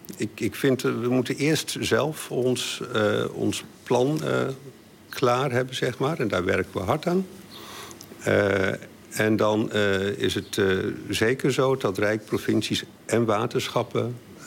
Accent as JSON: {"language": "Dutch", "region": "Groningen", "country": "Netherlands", "lives_now": "The Hague, Netherlands", "said": "Nou, weet je, ik kom oorspronkelijk uit Groningen. Ik woon al heel lang in Den Haag."}